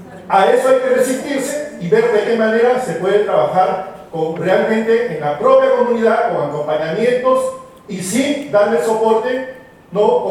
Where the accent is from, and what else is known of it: Peru